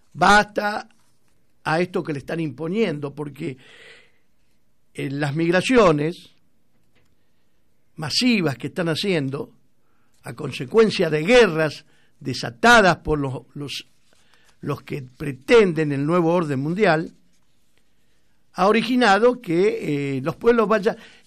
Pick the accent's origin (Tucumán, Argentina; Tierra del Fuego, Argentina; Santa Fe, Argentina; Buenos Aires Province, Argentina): Santa Fe, Argentina; Rosario; moved away; cuando voy a mi terruño, a Rosario. La angustia que me agarra cuando yo salgo de Rosario para volver acá.